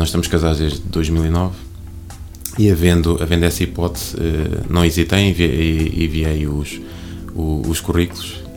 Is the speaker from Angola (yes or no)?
no; Coimbra, Centro, Portugal; now in Oliveira do Hospital, Portugal; Eu não sou natural de Oliveira do Hospital, eu sou natural de Coimbra. Casei-me, a minha esposa é daqui, de Oliveira do Hospital